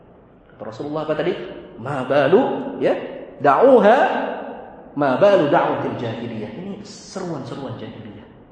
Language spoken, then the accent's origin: Indonesian; Bogor, West Java, Indonesia; Saya orang Bogor, Pak.